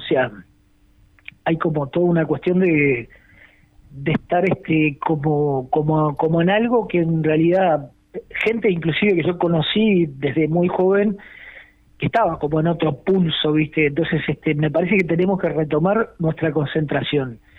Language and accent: Spanish; Montevideo, Uruguay; Yo soy de Montevideo